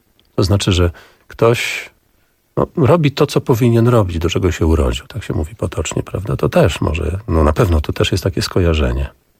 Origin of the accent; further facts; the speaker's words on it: Augustów, Podlaskie Voivodeship, Poland; bo w moim miejscu Augustów, stamtąd jestem chłopak z Augustowa